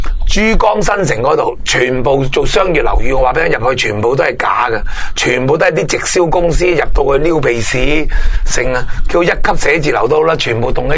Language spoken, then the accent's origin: Cantonese; Hong Kong; 我哋香港人而家就系喺个死胡同度